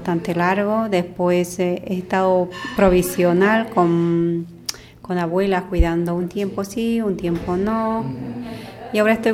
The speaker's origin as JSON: {"language": "Spanish", "country": "Bolivia", "moved": "as an adult", "lives_now": "Spain", "said": "Vengo de Bolivia."}